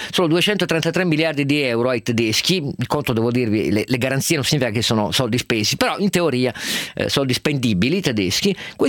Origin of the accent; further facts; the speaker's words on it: Turin, Piedmont, Italy; perché sono torinese